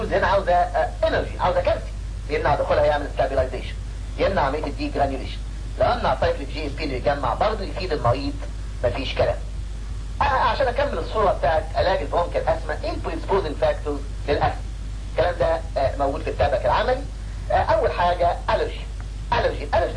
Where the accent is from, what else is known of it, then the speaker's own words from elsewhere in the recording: Egypt; في ناس كتير تيجي من بره عندنا في مصر هنا